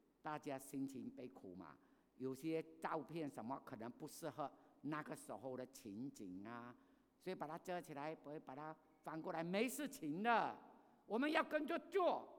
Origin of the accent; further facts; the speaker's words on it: Fuzhou, Fujian, China; 我们福州人有没有这样相信？